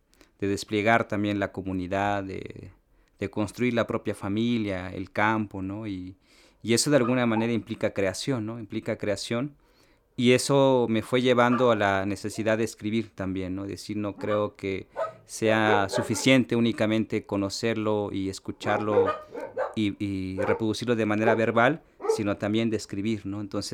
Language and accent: Spanish; Tenejapa, Chiapas, Mexico; de Tenejapa. Yo tengo actualmente 32 años, nací en el ejido de Matzam en Tenejapa, es un paraje de este municipio.